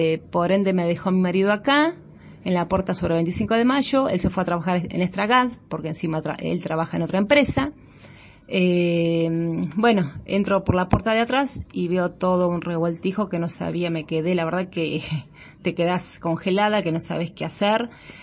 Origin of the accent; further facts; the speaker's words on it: Cañuelas, Buenos Aires Province, Argentina; born there; yo soy nacida acá en Cañuelas, como mi socia también